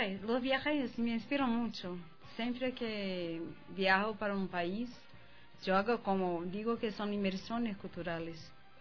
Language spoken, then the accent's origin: Spanish; Brazil; Sí, soy de Brasil, donde los tambores son fuertes, la música es fuerte de varias partes.